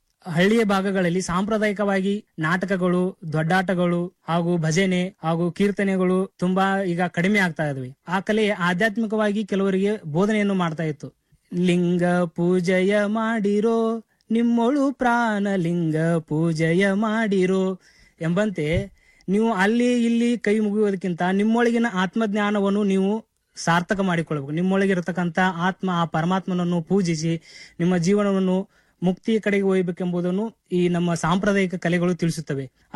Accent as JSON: {"language": "Kannada", "town": "Gujanatti", "region": "Karnataka", "country": "India", "said": "ನಾನು ಮೂಲತಃ ಬೆಳಗಾವಿ ಜಿಲ್ಲೆ ಮೂಡಲಗಿ ತಾಲೂಕಿನ ಗುಜನಟಿ ಗ್ರಾಮದವನು."}